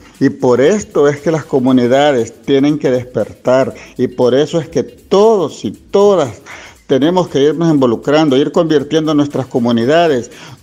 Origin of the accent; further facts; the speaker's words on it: Honduras; como un derecho a la existencia que tenemos todos, como hondureños y hondureñas